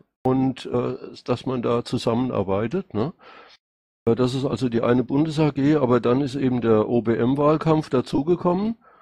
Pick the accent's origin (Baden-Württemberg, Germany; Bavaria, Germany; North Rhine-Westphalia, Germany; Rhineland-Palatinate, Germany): Rhineland-Palatinate, Germany; accent: Rhenish Hessian; Mein Dialekt ist aus Rheinhessen. Okay. Ja, also eine Mischung aus Hessisch und Pfälzisch.